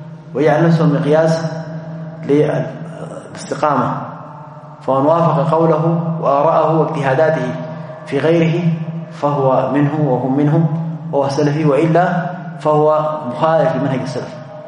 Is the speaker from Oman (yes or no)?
no; Sudan; عندنا في السودان فروع يمكن 6 أو 7 كلها مجمعة على مرجعية واحدة